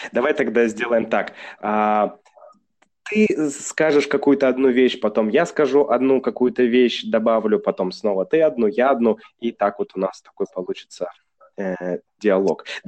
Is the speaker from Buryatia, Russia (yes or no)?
no; Saint Petersburg, Russia; Я же из Санкт-Петербурга, там черника, брусника, вот все эти лесные ягоды, ягоды из леса.